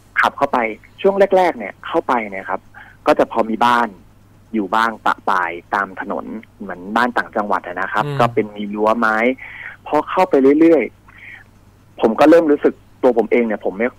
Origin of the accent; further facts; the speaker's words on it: Bangkok, Thailand; เราก็เป็นคนกรุงเทพ